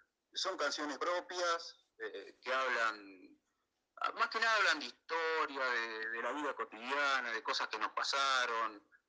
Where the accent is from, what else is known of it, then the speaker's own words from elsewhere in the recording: Virrey del Pino, Buenos Aires Province, Argentina; Nosotros somos de acá, del Virrey del Pino.